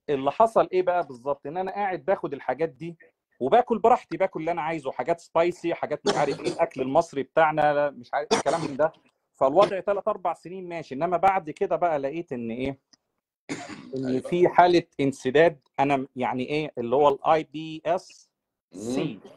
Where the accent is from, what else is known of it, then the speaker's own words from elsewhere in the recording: Egypt; الأكل اللي احنا متعودين عليه كمصريين